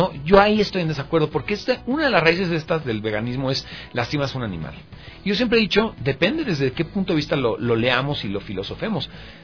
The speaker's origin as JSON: {"language": "Spanish", "country": "Mexico", "accent": "Mexican", "said": "Pues hablo como mexicano y se acabó."}